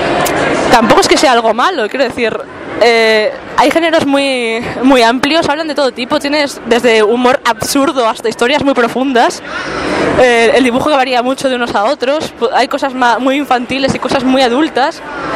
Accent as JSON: {"language": "Spanish", "town": "Burgos", "region": "Castile and León", "country": "Spain", "said": "Es chocante sobre todo pues porque siendo burgalés siempre te han hablado mucho"}